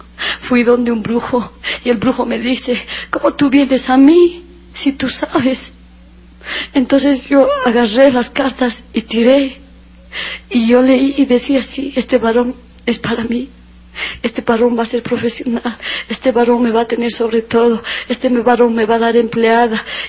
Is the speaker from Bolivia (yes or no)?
yes; La Paz, Bolivia; Yo andaba camote, como se dice aquí en La Paz, en mi país, cuando estamos enamorados.